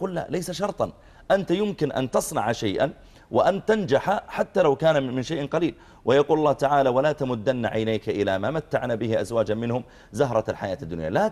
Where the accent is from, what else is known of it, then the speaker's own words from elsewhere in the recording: Saudi Arabia; احنا نحمد الله تعالى عندنا في السعوديه التعليم بالمجان